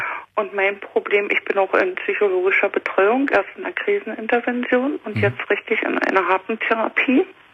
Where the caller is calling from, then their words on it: Guben, Brandenburg, Germany; In Guben. Hier an der Neiße in Guben.